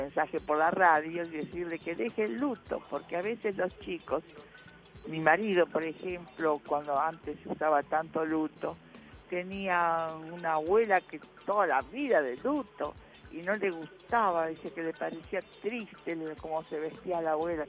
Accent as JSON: {"language": "Spanish", "region": "Buenos Aires", "country": "Argentina", "said": "de Agronomía"}